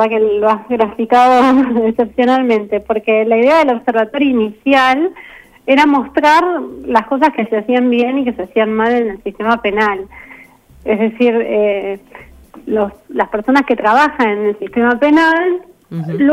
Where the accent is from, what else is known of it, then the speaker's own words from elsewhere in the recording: Carhué, Buenos Aires Province, Argentina; born there; Nací en Carué, provincia de Buenos Aires.